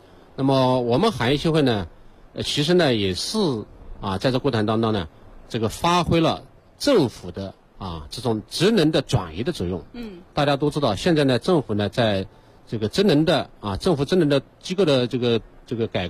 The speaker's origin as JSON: {"language": "Chinese", "region": "Shanghai", "country": "China", "said": "我来自上海，大家知道上海呢是全国呢最早进入老龄化行业的时候这个城市，特大城市。"}